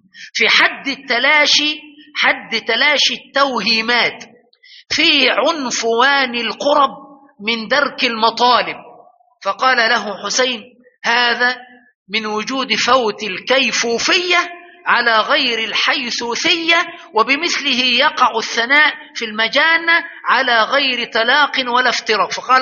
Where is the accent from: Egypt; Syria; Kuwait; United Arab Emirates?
Egypt; ولكن الفزلكة عندنا في مصر اللي بيتكلم كلام مش فهم،